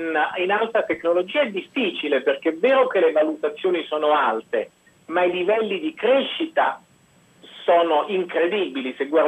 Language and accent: Italian; Rome, Lazio, Italy; moved away as an adult; now in United States